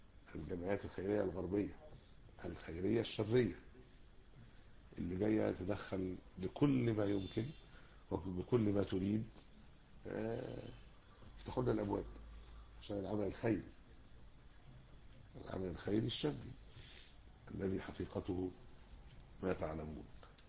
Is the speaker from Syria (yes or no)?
no; Egypt; أنتوا فين الخناقات اللي على الرقيق يعني عندنا في مصر؟